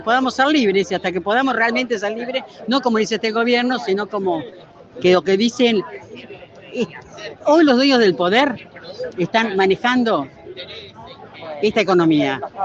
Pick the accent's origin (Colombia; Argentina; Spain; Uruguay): Argentina; La Plata, Buenos Aires Province; soy de la ciudad de La Plata, pero venimos con alegría, con calor, pero con alegría a Buenos